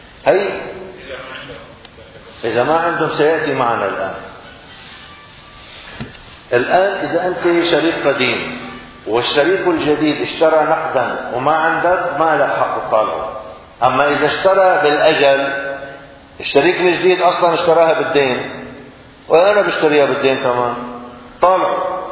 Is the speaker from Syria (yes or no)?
yes; Syria; نحن الآن في المدن، عندنا في سوريا في المدن الدار يقال لها بيت،